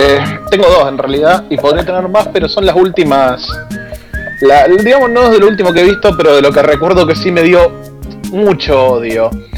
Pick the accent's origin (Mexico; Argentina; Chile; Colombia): Argentina; Somos latinos y somos argentinos, boludo, allá nos aman.